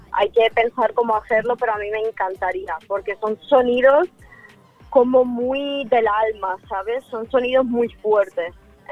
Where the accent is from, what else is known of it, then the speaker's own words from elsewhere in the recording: Ukraine; Yo, de hecho, tengo tatuado en la mano que soy de Ucrania. O sea, para mí, mi país, mi tierra es... No sé, yo formo parte de eso. Son mis raíces